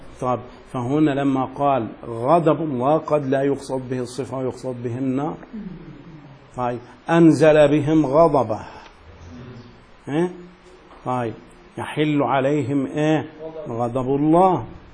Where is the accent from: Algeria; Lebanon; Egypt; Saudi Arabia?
Egypt; يعني عندنا في مصر كثير من الناس تحلف بالقرآن